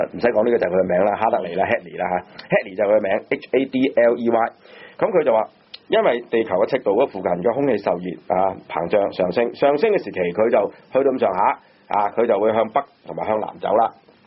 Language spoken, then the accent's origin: Cantonese; Hong Kong; 不過我哋香港人就唔會倒轉嚟讀嘅，